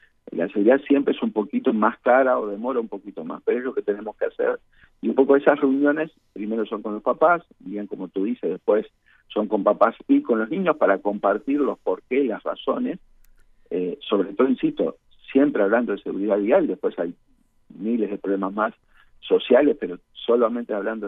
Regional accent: Uruguay; como uruguayos no nos ha importado este tema

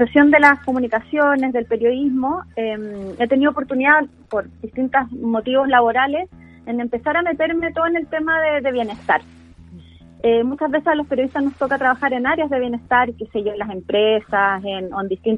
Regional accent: Chillán, Ñuble, Chile; also born or lived in Santiago; Yo soy oriunda de Chillán, pero viví mucho tiempo en Santiago

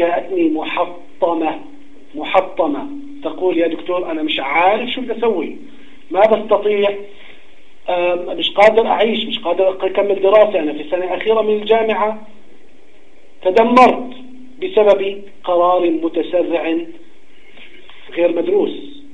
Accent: Jordan; طالب في جامعة خاصة عندنا في الأردن

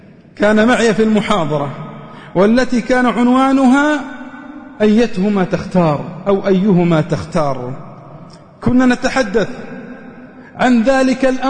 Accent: Riyadh, Riyadh Province, Saudi Arabia; كنت في مستشفى النقاهة عندنا في الرياض

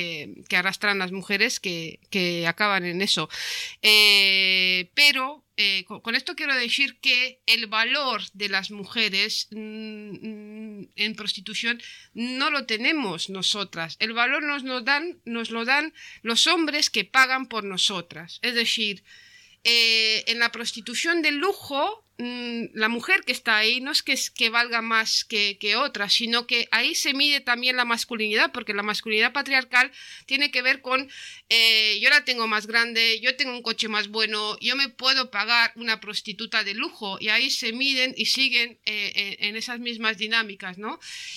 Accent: Romania; now in Spain; como rumana, que, o sea, bueno, soy vasca ahora, pero de origen rumano

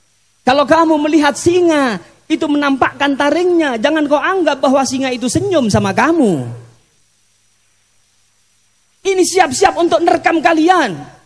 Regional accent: Malang, East Java, Indonesia; saya memang asli Arema, lewat di sini, saya asli Arema, Pak, sama dengan Ustadz Jamal. Kecilnya juga sama-sama di Malang, cuma saya dan Habib Jamal sama-sama Singowaras.

